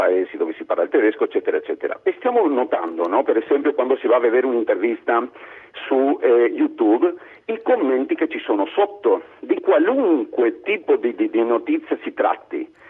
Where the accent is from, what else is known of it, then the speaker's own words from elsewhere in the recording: Argentina; Io sono argentino, vado a vedermi quelli spagnoli